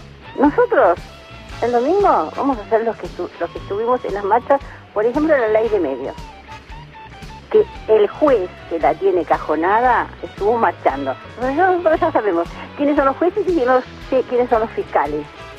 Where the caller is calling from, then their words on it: El Talar, Buenos Aires Province, Argentina; Hola Gustavo … del Talar.